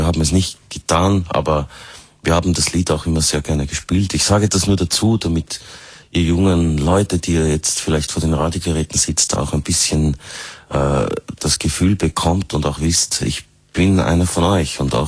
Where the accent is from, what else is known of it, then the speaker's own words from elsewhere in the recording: Tyrol, Austria; Also ich weiß nicht, ich kann nur sagen, wie das bei uns in Tirol war. Ich war noch sehr klein, was ich von meinen Eltern mitbekommen habe.